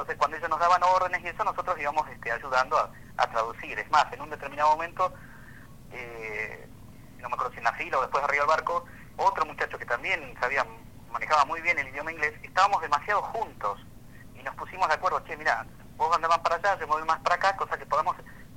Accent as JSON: {"language": "Spanish", "country": "Argentina", "said": "tanto ingleses como argentinos estábamos armados"}